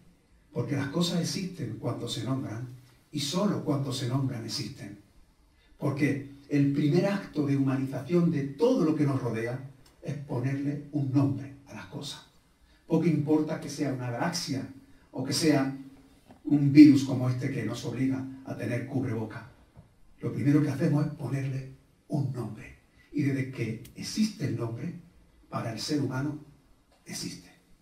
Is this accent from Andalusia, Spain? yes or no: yes; Almodóvar del Río, Andalusia, Spain; born there; Yo nací en Almodóvar del Río, un pueblo cerca de Córdoba. Yo soy el almodóvarí.